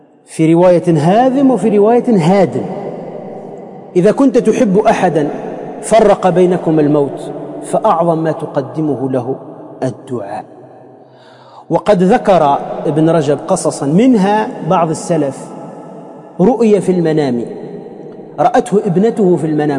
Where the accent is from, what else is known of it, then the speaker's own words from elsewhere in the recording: Tunisia; احنا عندنا في تونس لو واحد تحطه في توزر، تعرفوا توزر؟ يعني كلها نخيل